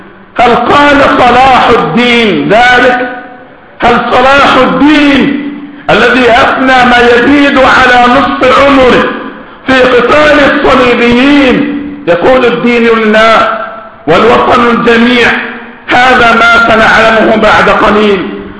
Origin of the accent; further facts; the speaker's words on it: Egypt; ونحن ذكرنا ولا زلنا نذكر ونكرر أن في بلدنا مصر قنبلة موقوتة